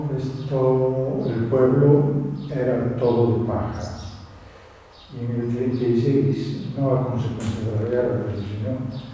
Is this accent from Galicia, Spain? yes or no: yes; Lugo, Galicia, Spain; Yo soy de Lugo.